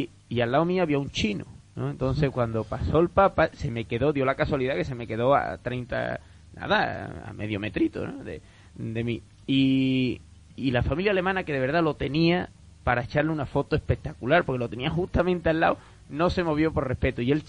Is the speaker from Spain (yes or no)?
yes; Seville, Andalusia, Spain; yo soy muy poco sevillano porque las grandes fiestas de Sevilla, todo lo que sea, mucha gente pelotonada, a mí no me gusta